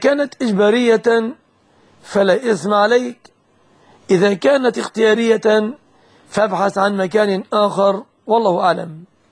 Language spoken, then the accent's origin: Arabic; Egypt; الشبكة في بلادنا مصر في الغالب ما لم ينص على خلاف ذلك هي من الصداق.